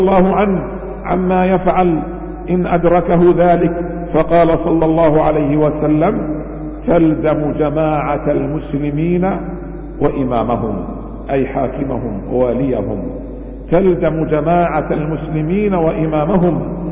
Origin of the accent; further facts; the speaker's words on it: Bahrain; حمى الله تعالى بلادنا البحرين